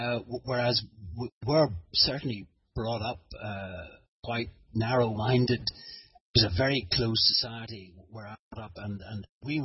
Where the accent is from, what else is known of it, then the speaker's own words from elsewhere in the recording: Northern Ireland, United Kingdom; I was brought up in Ulster, rarely ever met Scotsman, let alone a Frenchman, let alone a Romanian.